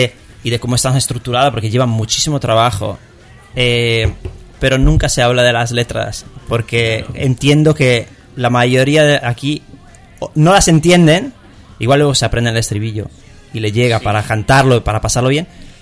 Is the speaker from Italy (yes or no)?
yes; Italy; Spanish is a second language; yo soy italiano.